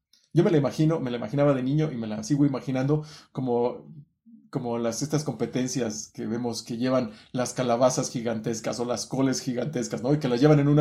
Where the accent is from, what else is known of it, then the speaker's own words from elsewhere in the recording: Mexico; Es como los mexicanos. Estamos cansados de la violencia, estamos cansados de la corrupción de casi 100 años que ha vivido nuestro país.